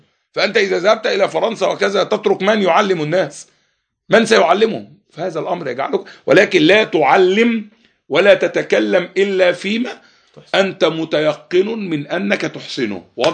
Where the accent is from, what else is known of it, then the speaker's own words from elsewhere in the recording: Egypt; هذا الرجل كان لو جلس في مجلس في بلادنا مصر